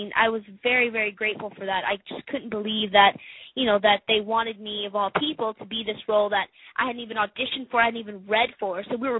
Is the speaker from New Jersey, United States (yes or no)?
no; Bryan, Texas, United States; now in Los Angeles, United States; I'm originally from Bryan, Texas, and I was taking a huge risk moving out here to LA. I mean, I had never been out to LA before.